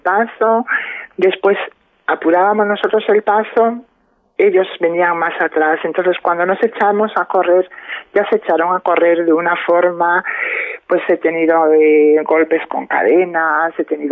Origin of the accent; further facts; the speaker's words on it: Padrón, Galicia, Spain; Yo he tenido que salir con 18 años, 19 años, me fui de Padrón. Me fui a Santiago, empecé a vivir mi vida sola